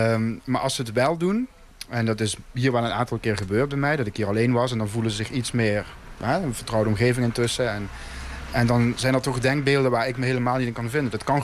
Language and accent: Dutch; Netherlands; now in Hungary; En zij vroeg, waar kom je vandaan? Ik zei, oh, Nederland.